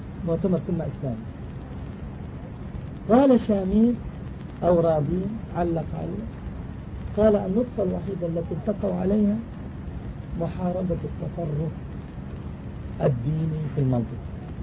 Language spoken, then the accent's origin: Arabic; Palestine; نعم، بلادنا ضاع. أنا من فلسطين، والله سلموا أرضنا وهي مزروعة